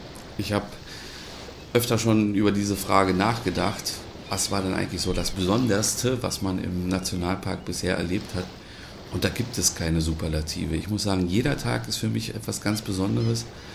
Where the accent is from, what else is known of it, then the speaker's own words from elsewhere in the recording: Berlin, Germany; moved away as an adult; ich komme nicht ursprünglich aus dieser Region, sondern ich stamme aus Berlin.